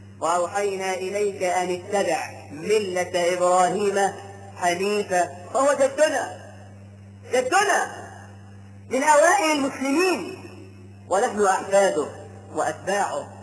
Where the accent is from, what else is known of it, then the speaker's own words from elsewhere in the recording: Egypt; ده احنا كمصريين بنسمي الواحد اسمين مش لقب حتى